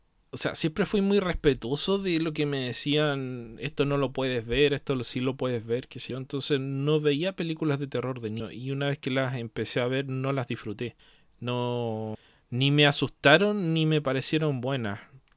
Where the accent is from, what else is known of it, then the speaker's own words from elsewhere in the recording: Chile; es porque soy chileno, no soy mexicano ni estadounidense